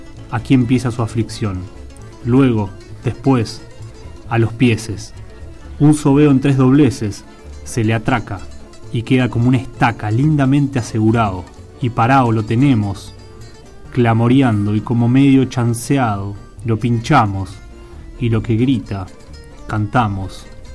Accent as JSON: {"language": "Spanish", "town": "Hurlingham", "region": "Buenos Aires Province", "country": "Argentina", "said": "Yo soy de Hurlingham o Harlingham para cierta..."}